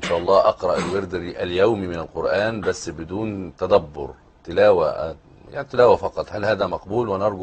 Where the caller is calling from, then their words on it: Sudan; من السودان.